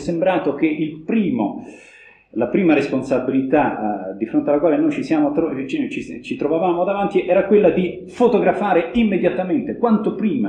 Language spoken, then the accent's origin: Italian; Rome, Lazio, Italy; Io mi sto occupando delle visite pastorali nell'ambito di Roma, vengo da Roma